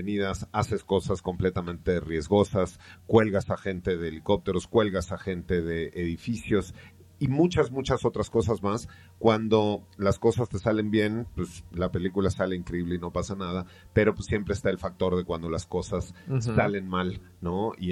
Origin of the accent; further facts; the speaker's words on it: Mexico; uno como mexicano, pues ve a esos mariachis medio femeninos